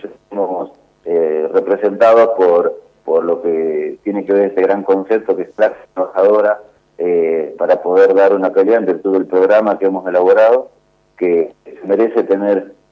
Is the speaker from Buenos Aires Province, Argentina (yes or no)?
yes; Coronel Suárez, Buenos Aires Province, Argentina; yo soy nacido y criado en provincia de Buenos Aires, en una localidad que se llama Coronel Suárez.